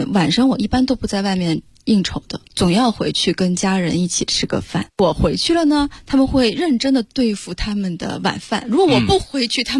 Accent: Shanghai, China; 我上海人有一种说法，我不知道你们有没有

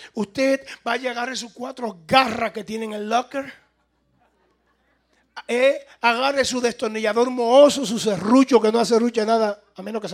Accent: Santo Domingo, Dominican Republic; salió un avión de Nueva York para Santo Domingo, mi tierra.

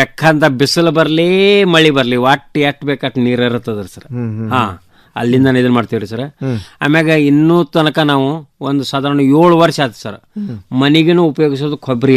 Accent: Kausalge, Karnataka, India; ನಮ್ಮ ಊರಂತೆ ಕೌಸಲ್ಗೆ ಅಂತ ಊರದ ಸರ್.

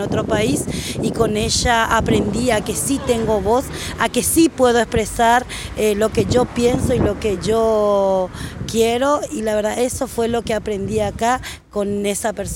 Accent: Paraguay; cocinando las comidas típicas de mi país. Yo soy paraguaya

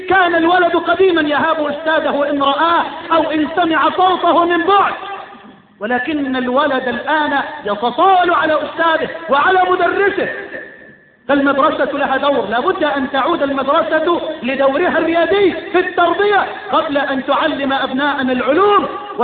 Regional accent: Egypt; اللهم اجعل بلدنا مصر واحة للأمن والأمان وجميع بلاد

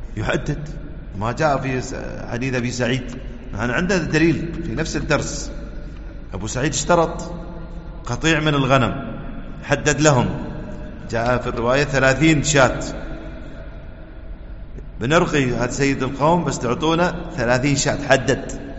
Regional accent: United Arab Emirates; ويحفظنا ويحفظ بلادنا الإمارات من كل سوء وفتنة

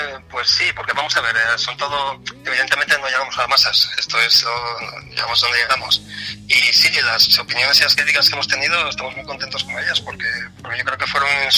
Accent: Mieres, Asturias, Spain; yo soy de Mieres, entonces de Mieres de hace muchísimos años, ya éramos amigos

